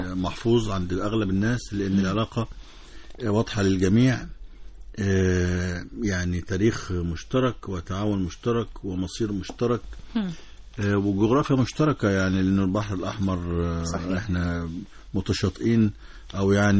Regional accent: Egypt; اللي عندنا في مصر أكتر من 5350 شركة سعودية

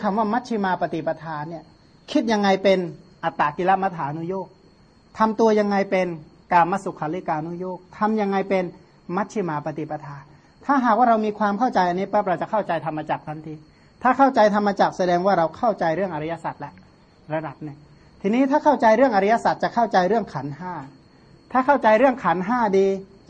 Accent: Surin, Thailand; กลับบ้านที่สุรินทร์ก็มีที่ค้นตำราได้

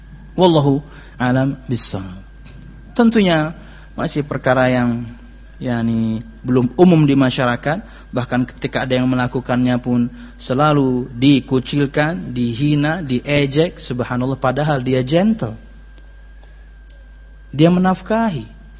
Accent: Pekalongan, Central Java, Indonesia; born there; Saya dan kakak saya itu, saya nomor 6 dia nomor 5, kami berdua lahir di Pekalongan sebenarnya.

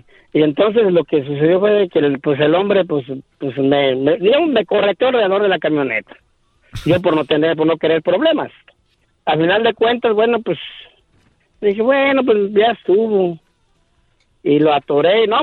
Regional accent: Michoacán, Mexico; Pues imagínese, soy de Michoacán, pregúntele a la verdad, ¿cómo somos?

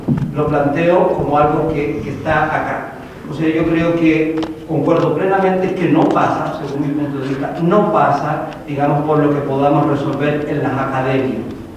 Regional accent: Chile; now in Cuba; al ser chileno, pero al no estar viviendo en Chile, yo soy chileno pero vivo en Cuba, y desde ahí miro también, digamos, a mi país

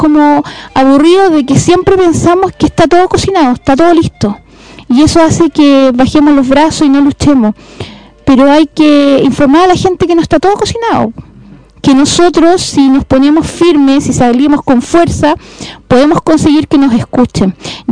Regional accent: Putaendo, Valparaíso, Chile; somos de Putaendo, felices de vivir en esta tierra, en este valle tan hermoso

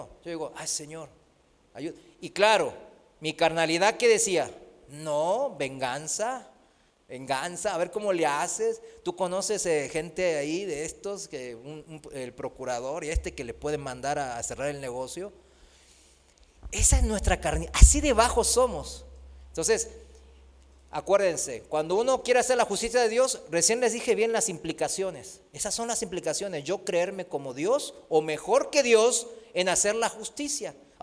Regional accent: South Korea; Spanish is a second language; now in Mexico; en mi país, en Corea, aquí en México también

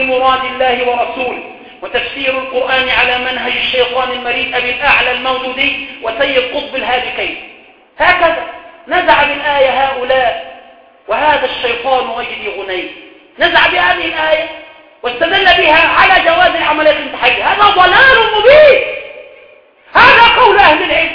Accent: Cairo, Cairo Governorate, Egypt; وعندنا في القاهرة وفي الوراق وهنا وهنالك

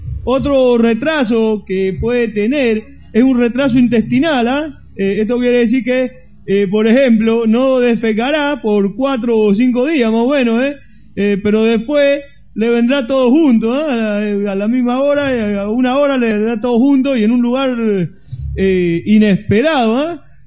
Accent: Cuba; No es muy amargo estar mundial por Cuba, ¿eh, chicos? Que es mi tierra.

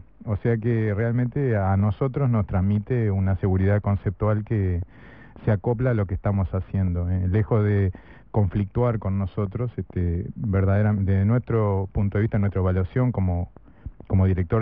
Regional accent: Maldonado, Uruguay; nacido y criado en Maldonado

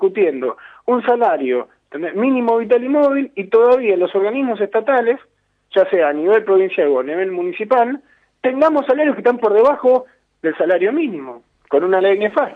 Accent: Argentina; lo que nos pasa a nosotros como argentinos, como trabajadores y como parte de este pueblo

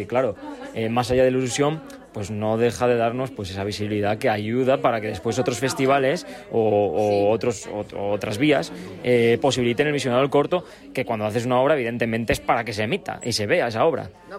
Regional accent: Gijón, Asturias, Spain; porque soy gijonés, la verdad

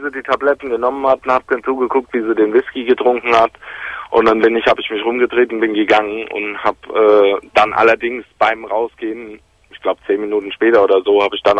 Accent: Hesse, Germany; ich komme so aus dem Großraum Frankfurt am Main.

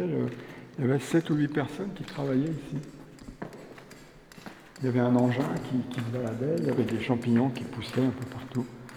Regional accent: Paris, Île-de-France, France; moved away as an adult; 47 ans, et j'en avais marre de Paris. Je suis né à Paris, toute ma famille est née à Paris, tu vois, j'ai vécu essentiellement à Paris

